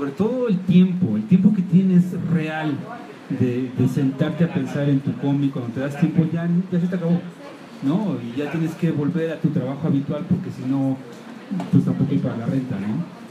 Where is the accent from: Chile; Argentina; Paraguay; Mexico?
Mexico; no voy a poner a personajes extranjeros siendo yo mexicano